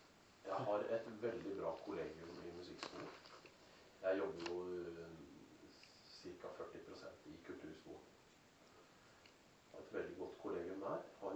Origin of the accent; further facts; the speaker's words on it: Fetsund, Akershus, Norway; Hjemme I Fetsund, da, hvor jeg alltid har hatt en liten konto